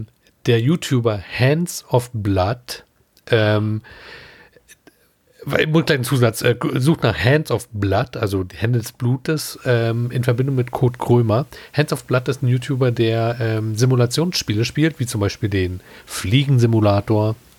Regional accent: Berlin, Germany; auch als Berliner macht man ja Stadttouren

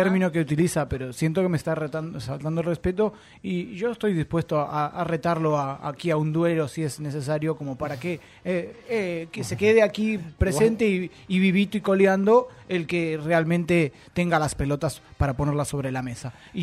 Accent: Colombia; now in Mexico; Era cuando vivía en mi país natal, en Colombia.

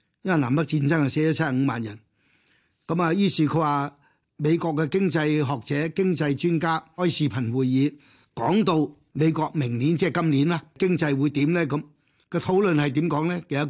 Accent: Hong Kong; 你睇下我哋中國人，我哋香港講嘅係點樣樣去幫助啲老人家

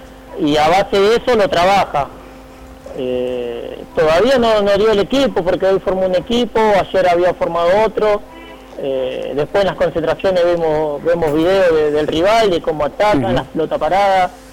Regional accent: Buenos Aires, Argentina; yo soy de Buenos Aires, tengo una familia formada con dos nenas, mi señora, así que bueno, vivo acá en González acá.

